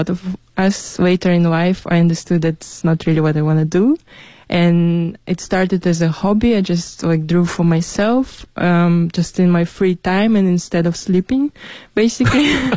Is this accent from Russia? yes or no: yes; Siberia, Russia; English is a second language; also born or lived in Shenyang; now in Beijing, China; around Lake Baikal, at least. So, yeah, it's very, very different. But... like, I haven't lived in my hometown already for a very long time, more than 9 years, I'd say.